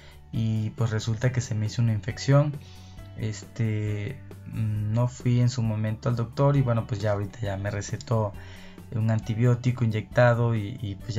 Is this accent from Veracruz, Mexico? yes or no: yes; Arroyo de Piedra, Veracruz, Mexico; anduve enfiestado en mi pueblo natal, en un lugar que se llama Arroyo de Piedra, ya por Cardel, Veracruz.